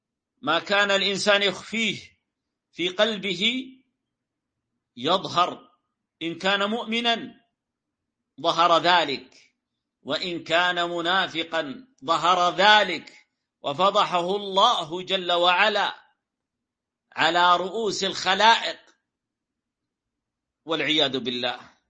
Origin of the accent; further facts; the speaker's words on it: Saudi Arabia; قبيلة عندنا في السعودية، لكن ما أعرفه